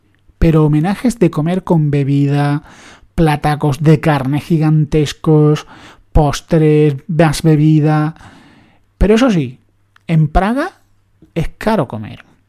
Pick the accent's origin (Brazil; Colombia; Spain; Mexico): Spain; Andalusia; Yo que soy andaluz y subo ya de...